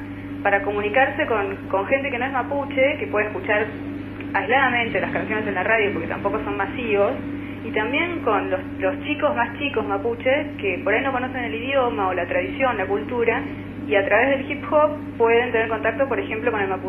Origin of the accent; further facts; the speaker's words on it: Neuquén, Argentina; yo crecí en Neuquén, viví en la ciudad de Neuquén mucho tiempo, bueno, ahí es también parte del territorio mapuche